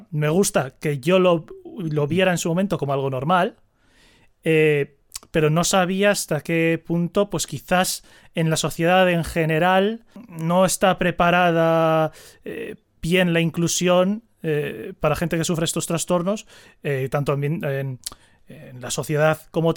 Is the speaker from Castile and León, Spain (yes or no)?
no; San Sebastián, Basque Country, Spain; yo soy de Donosti